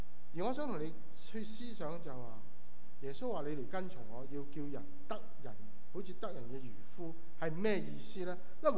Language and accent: Cantonese; Guangdong, China; 咁当然我哋广东人就中意食生勾勾嘅鱼啦